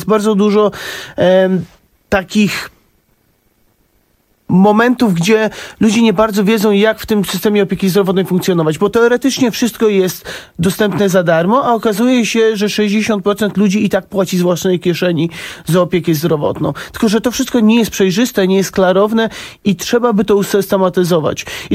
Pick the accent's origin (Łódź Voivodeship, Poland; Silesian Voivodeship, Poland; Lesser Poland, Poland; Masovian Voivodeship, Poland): Masovian Voivodeship, Poland; Warsaw; ja dorastałem na Saskiej Kępie i tam... To miejsce jest bardzo bliskie mi.